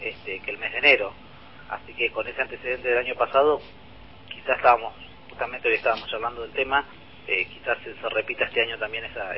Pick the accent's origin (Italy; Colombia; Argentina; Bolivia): Argentina; Chascomús, Buenos Aires Province; also born or lived in La Plata; Nací en La Plata, y mi familia, cuando yo tenía 6 años, nos instalamos acá en Chascomús, así que, digamos, también tengo mis raíces en La Plata, y he estudiado allá, y bueno, voy constantemente.